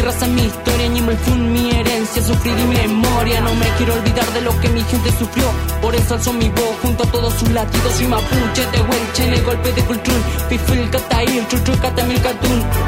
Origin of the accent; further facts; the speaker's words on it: Chubut, Argentina; Soy un chubután, un guanaco del sur, ja.